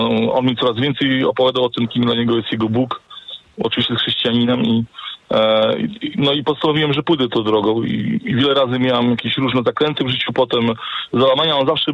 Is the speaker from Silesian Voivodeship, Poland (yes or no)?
no; Olsztyn, Warmian-Masurian Voivodeship, Poland; Jestem z Olsztyna.